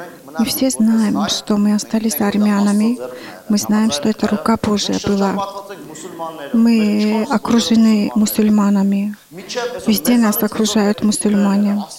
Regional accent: Armenia; Мы армяне, мы такие, что делать? Мы должны признать.

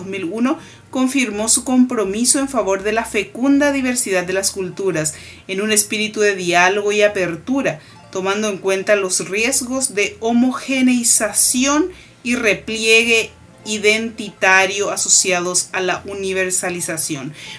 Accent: Paraguay; los valores culturales que nosotros tenemos como paraguayos, nuestra paraguayidad, como decimos normalmente nosotros.

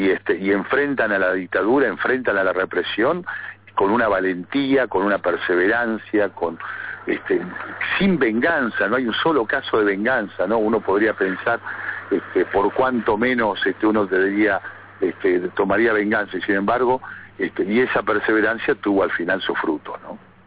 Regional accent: Neuquén, Argentina; Yo me fui a estudiar a La Plata en la década de 70, era muy joven, yo soy nacido aquí en Neuquén, me he criado toda la vida aquí, y fui a estudiar a La Plata

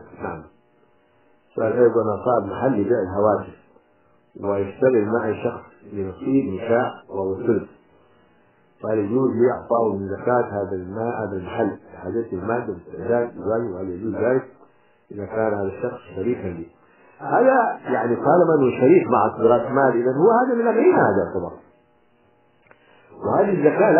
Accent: Hadramawt, Yemen; القنفذ إحنا عندنا في حضرموت كانوا يأكلونه

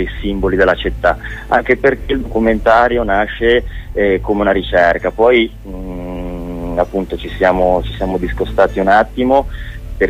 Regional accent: Genoa, Liguria, Italy; l'abbiamo girata a Genova perché siamo di Genova.

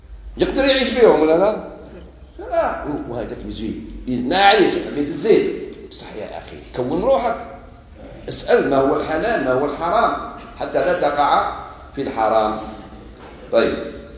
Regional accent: Algeria; احنا عندنا في الجزائر نسموها الفجر واللي نصلوها بعدها نسموها الصبح

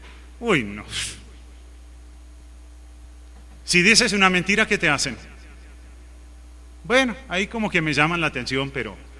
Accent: Uruguay; Yo soy uruguayo, me crié en el Uruguay, también de padres norteamericanos.

